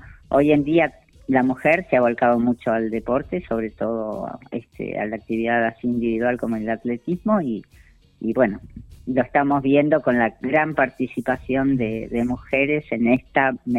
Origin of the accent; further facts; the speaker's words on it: Pehuajó, Buenos Aires Province, Argentina; yo comencé muy de chiquita en Pehuajó a los 7 años